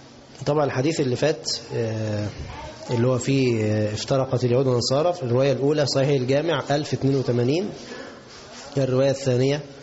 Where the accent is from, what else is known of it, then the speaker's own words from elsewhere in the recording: Egypt; اللي هو بنسميه بز الرجل، كلمة عندنا كمصريين